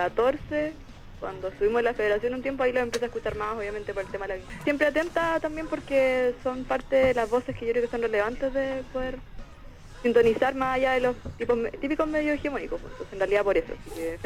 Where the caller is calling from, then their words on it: Chiguayante, Biobío, Chile; De Chivayante.